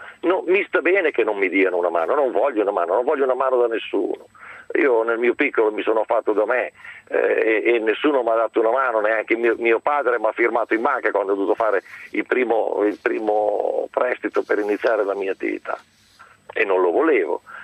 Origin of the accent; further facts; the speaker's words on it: Concordia, Emilia-Romagna, Italy; Io sono originario di Concordia, i miei suoceri di Mirandola, e vado avanti e indietro tra questi due paesi. La mia attività è a Modena, grazie a Dio, come la mia casa personale